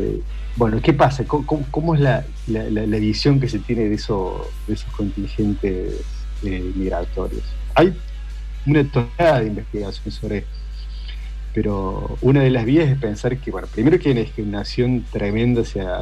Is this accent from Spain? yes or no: no; Argentina; lo que aspiramos ser como argentinos.